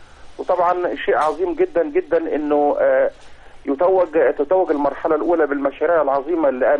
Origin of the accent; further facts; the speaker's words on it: Alexandria, Alexandria Governorate, Egypt; أنا من إسكندرية